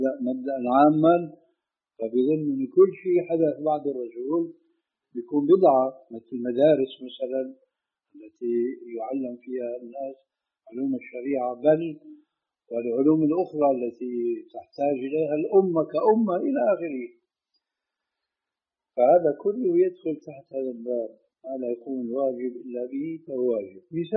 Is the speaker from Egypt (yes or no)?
no; Syria; كما يقولون عندنا في سوريا